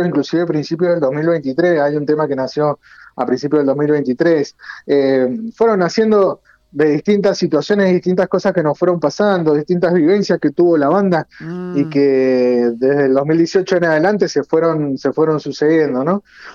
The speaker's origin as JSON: {"language": "Spanish", "town": "Guaymallén", "region": "Mendoza", "country": "Argentina", "said": "Somos casi todos de Guaymallén, pero nuestro vocalista es de Maipú"}